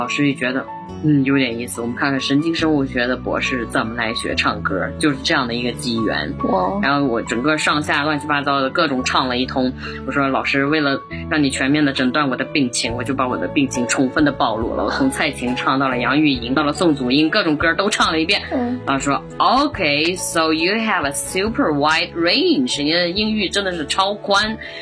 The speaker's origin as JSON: {"language": "Chinese", "town": "Datong", "region": "Shanxi", "country": "China", "tie": "born there", "said": "因为我是出生在山西的这么大同的某一个小农村里面"}